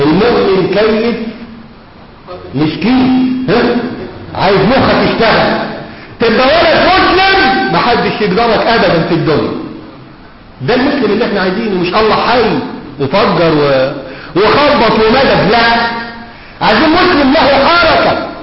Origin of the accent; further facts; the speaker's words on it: Egypt; مش بقول كده عشان أنا مصري.